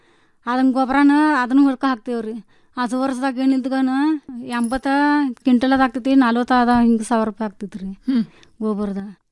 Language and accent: Kannada; Ramahonnapur, Karnataka, India; ತಾಲೂಕಾ ಆಳವಾಡ್ರಿ, ಜಿಲ್ಲಾ ಧಾರವಾಡ, ಮುಕಾಂ ಪೋಸ್ಟ್ ರಾಮಹೊನ್ನಪುರ್ರಿ.